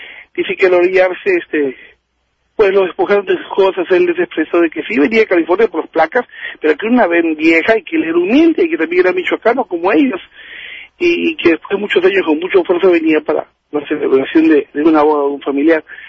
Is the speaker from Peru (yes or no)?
yes; Peru; Porque yo siempre decía, ¿cómo? Yo soy de Perú.